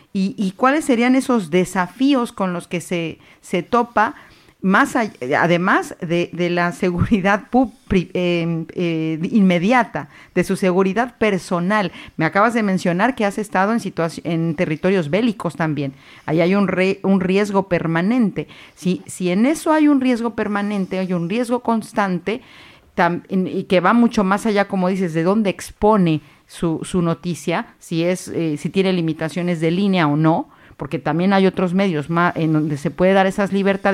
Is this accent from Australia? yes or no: no; Mexico; Yo soy de origen mexicano